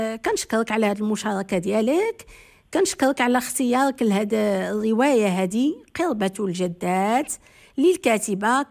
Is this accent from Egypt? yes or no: no; Morocco; مثلا احنا كمغاربة شنا هي بعض الجذور اللي خصنا ما نضيعوهاش